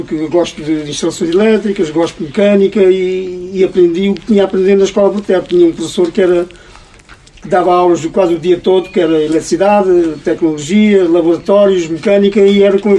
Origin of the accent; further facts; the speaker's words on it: Bobadela, Portugal; born there; Eu nasci aqui na Bobadela e vivi noutra Bobadela.